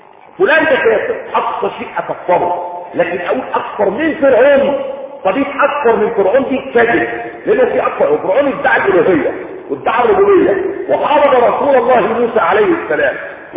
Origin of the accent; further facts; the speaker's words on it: Egypt; طبعا في تحميلات عندنا في مصر